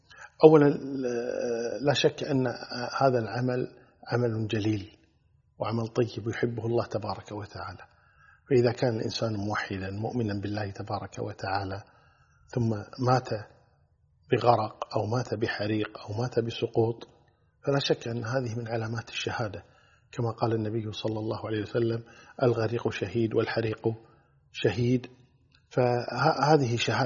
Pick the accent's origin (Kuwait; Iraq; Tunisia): Kuwait; مجموعة طيبة مباركة كبيرة جدا عندنا في الكويت